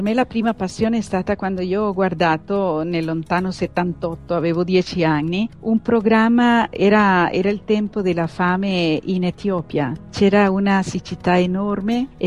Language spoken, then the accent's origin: Italian; Costa Rica; now in Padua, Italy; Io vengo da un paese lontano nell'America centrale che si chiama Costa Rica, un piccolo paese.